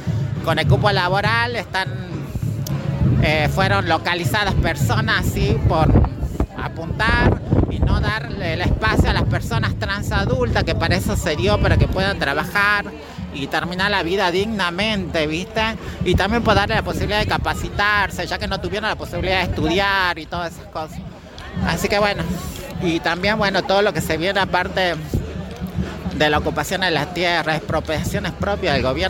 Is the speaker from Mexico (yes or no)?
no; Jujuy, Argentina